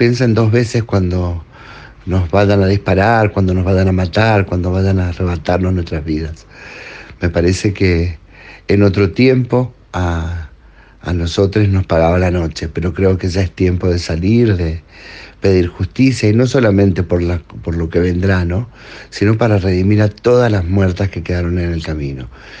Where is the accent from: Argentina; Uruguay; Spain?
Argentina; Mendoza; soy activista sexopolítico de Mendoza